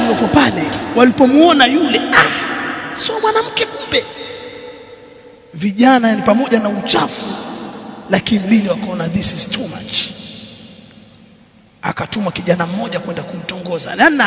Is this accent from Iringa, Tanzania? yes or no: no; Tanga, Tanga Region, Tanzania; Kama kule kwetu kuna ngoma inaitwa kijambi kule Tanga, mshakisikia kijambi?